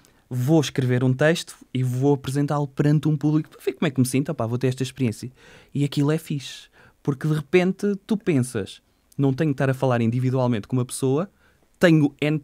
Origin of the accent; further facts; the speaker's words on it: Aveiro, Portugal; now in Ovar, Portugal; vivo lá para cima, vivo em Ovar. Eu sou de Aveiro, vivo em Ovar.